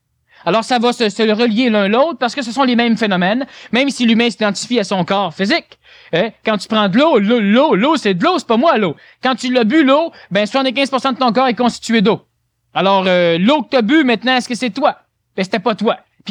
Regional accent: Canada

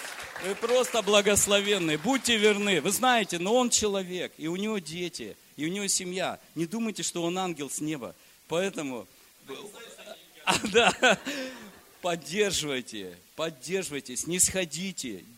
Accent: Kemerovo Oblast, Russia; also born or lived in Vladivostok; Родом я из Кемеровской области. Поехал туда на море, поступил, закончил, учился в Владивостоке.

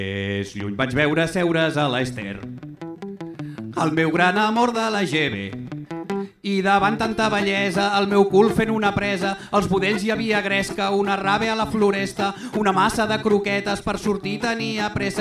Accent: Cerdanyola del Vallès, Catalonia, Spain; Jo sóc de Cerdanyola. Vale? Cerdanyola és aquell lloc on els de Ripollet voldrien viure i on la gent pobra de Sant Cugat acaba vivint.

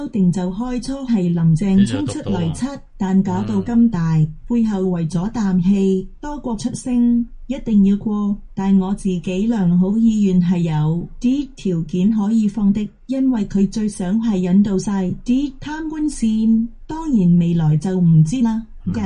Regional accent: Hong Kong; 认识香港都唔错、我土生土长都未去过所有地铁

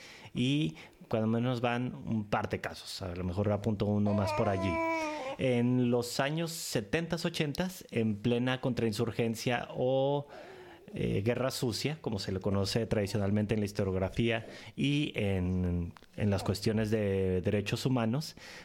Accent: Tijuana, Baja California, Mexico; now in Europe; En que en mi tierra, en Tijuana, se hizo bastante famoso, tristemente famoso

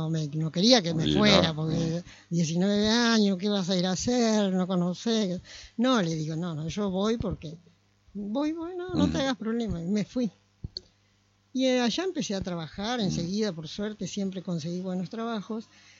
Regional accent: Mercedes, Corrientes, Argentina; born there; yo nací en Mercedes Corrientes, en una familia bastante numerosa

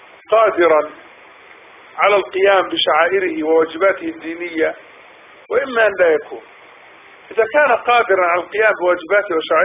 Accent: Palestine; على الأقل نحن الآن من أهل الأرض وفلسطين، نحن لسنا من أهل مصر

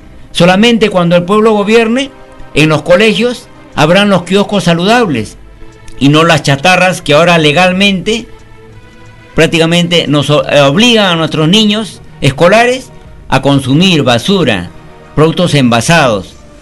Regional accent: Peru; a mi pueblo peruano les digo

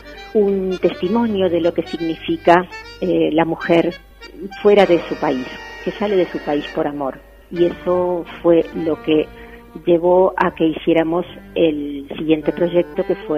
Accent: Buenos Aires, Argentina; moved away as an adult; now in Madrid, Spain; Vengo desde Buenos Aires, Argentina, hasta Madrid.

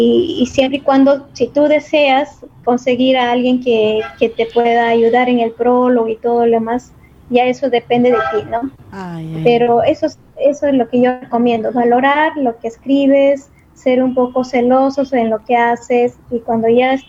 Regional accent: Chachapoyas, Amazonas, Peru; A Chuchapoyas, que me vio crecer, me vio formarme profesionalmente.

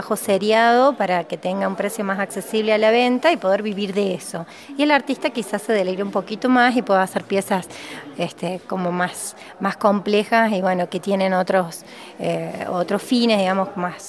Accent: Cosquín, Córdoba, Argentina; soy de Cosquín y actualmente vivo en Cosquín también.

